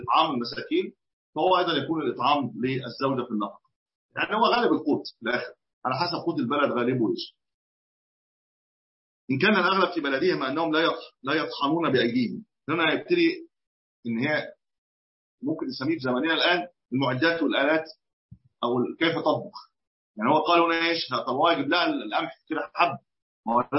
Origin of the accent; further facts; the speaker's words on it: Egypt; أصل الرطل كان عندنا في مصر كمان قديما كان الرطل